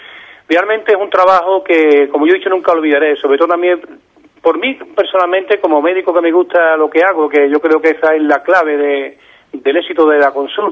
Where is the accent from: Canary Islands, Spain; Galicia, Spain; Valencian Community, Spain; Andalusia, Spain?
Andalusia, Spain; Ubrique; voy a hacer una entrevista en mi pueblo, en Ubrique